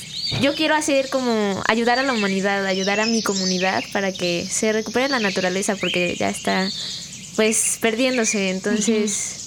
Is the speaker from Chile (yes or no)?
no; Xalapa, Veracruz, Mexico; Sí, soy de Xalapa